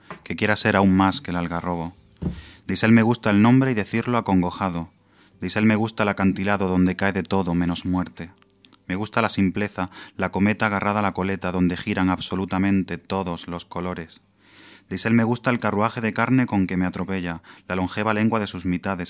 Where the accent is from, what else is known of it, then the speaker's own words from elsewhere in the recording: Andalusia, Spain; llegué a Madrid rimando, porque yo vengo de Andalucía.